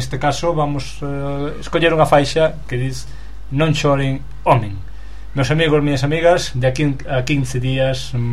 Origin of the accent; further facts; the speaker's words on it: Galicia, Spain; porque estamos a vivir aquí na Galiza, somos galegos, non é?